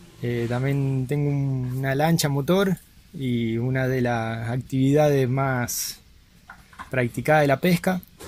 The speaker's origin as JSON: {"language": "Spanish", "town": "San Nicolás", "region": "Buenos Aires Province", "country": "Argentina", "lives_now": "Zavalla, Argentina", "said": "soy de San Nicolás, actualmente vivo en Zavalla."}